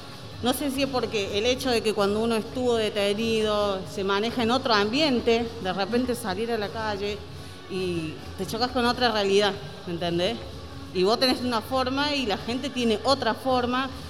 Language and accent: Spanish; Córdoba, Argentina; now in Buenos Aires, Argentina; Yo soy de Córdoba, hace 13 años que vivo acá en Buenos Aires.